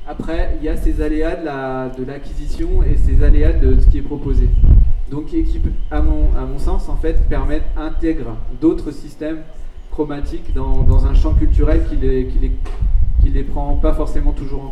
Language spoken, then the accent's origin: French; French Guiana; c'est pas toutes les groupes qu'on peut trouver chez nous en Guyane française